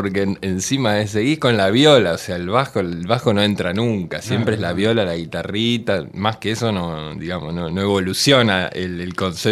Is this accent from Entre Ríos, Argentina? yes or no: no; Buenos Aires, Argentina; El jardín lo hice en otra parte, un poquito más Parque Avellaneda, pero digamos, yo soy nací en Floresta y viví en Lugano y bueno, y curtí un poco flores y digamos, ese fue mi suburbio